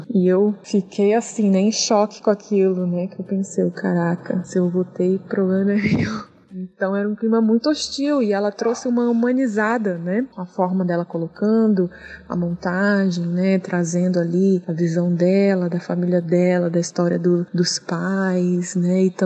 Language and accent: Portuguese; Vitória, Espírito Santo, Brazil; now in São Paulo, Brazil; eu resido em São Paulo, sou de Vitória, resido em São Paulo.